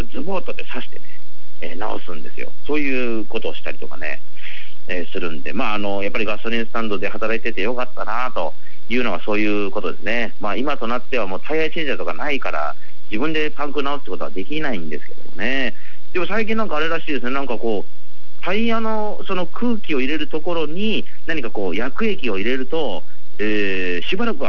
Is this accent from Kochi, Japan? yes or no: yes; Kochi, Japan; 私のふるさと高知県は結構農家の方も、ね、多いんですよ